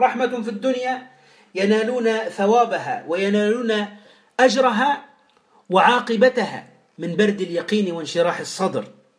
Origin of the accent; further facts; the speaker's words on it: Tunisia; يعني ماذا نقول في المثل عندنا في تونس يا إخوة؟